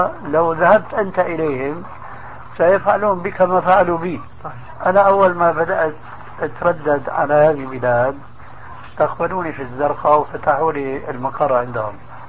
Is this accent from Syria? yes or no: yes; Syria; كما يقولون عندنا في سوريا